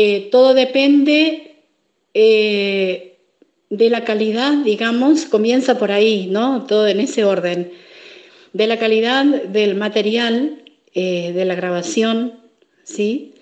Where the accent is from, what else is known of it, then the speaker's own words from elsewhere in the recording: Formosa, Argentina; Vengo de la provincia de Formosa